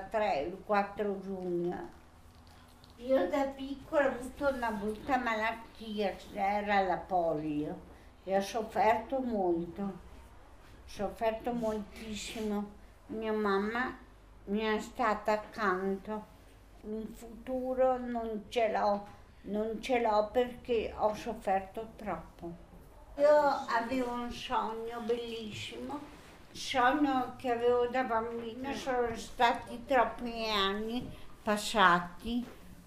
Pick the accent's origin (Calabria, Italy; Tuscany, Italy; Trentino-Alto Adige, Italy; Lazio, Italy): Trentino-Alto Adige, Italy; Rovereto; Io vengo da Rovereto